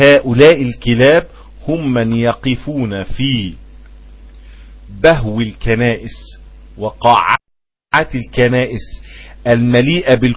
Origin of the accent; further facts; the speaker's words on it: Egypt; ده لما بيبقى فيه عندنا في مصر